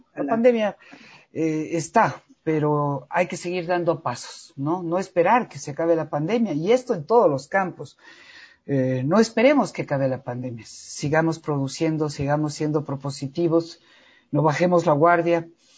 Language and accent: Spanish; Ecuador; ¿en qué estoy fallando yo como persona, como ecuatoriano, como padre de familia, como madre de familia, como ser humano?